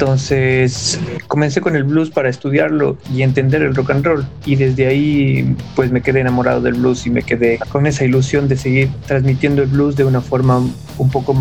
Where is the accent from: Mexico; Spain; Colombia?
Mexico; Mexico City; Desde niño yo crecí en la Ciudad de México y ahí pues pude conocer la tradición y la cultura mexicana